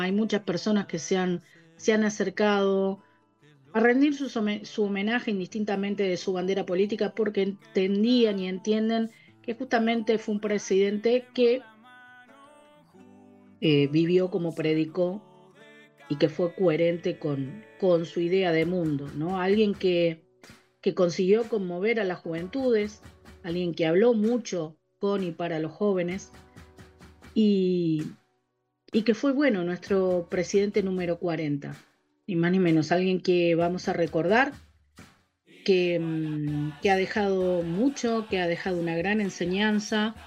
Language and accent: Spanish; Uruguay; Lo que nos ha pasado como pueblo, como sociedad uruguaya